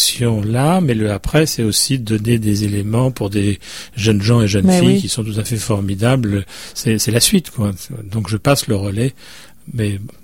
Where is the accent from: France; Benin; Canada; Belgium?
France; Moi, je viens de France, j'habite à côté de Lyon